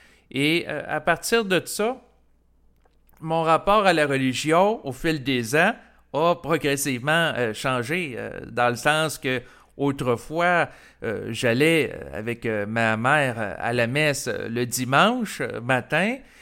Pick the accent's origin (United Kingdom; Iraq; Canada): Canada; Quebec; je suis un Québécois qui a grandi dans une culture canadienne-française où les gens étaient à majorité catholiques.